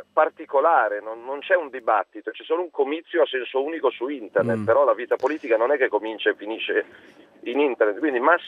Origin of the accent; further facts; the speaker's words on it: Milan, Lombardy, Italy; io, ad esempio, da milanese, da lombardo, non ho mai avuto un confronto